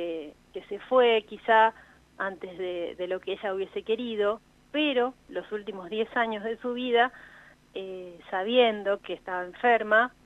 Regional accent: La Plata, Buenos Aires Province, Argentina; born there; now in La Pampa, Argentina; Nosotros estábamos separadas porque yo vivo en La Pampa hace 20 años y ella, bueno, nosotros nacimos en La Plata, ella estaba en La Plata.

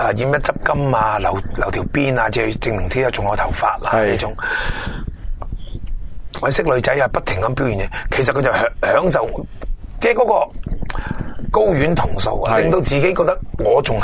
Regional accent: Guangdong, China; 我哋广东人啦，即系最叻噶啦

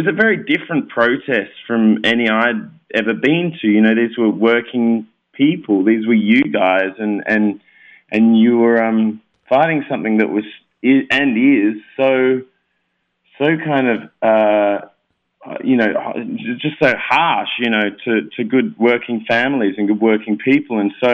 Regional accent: South Australia, Australia; No, I'm not from Milwaukee as much as I love cheese. I'm not from Milwaukee. I'm from South Australia, near Adelaide.

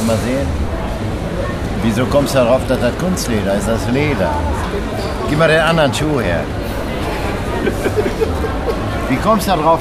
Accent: North Rhine-Westphalia, Germany; Ich bin ein gebürtiger Westfale.

